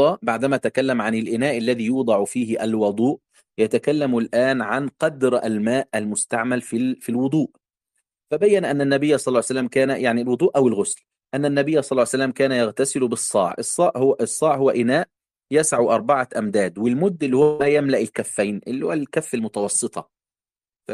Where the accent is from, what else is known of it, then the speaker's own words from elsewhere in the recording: Egypt; الكعب عندنا في مصر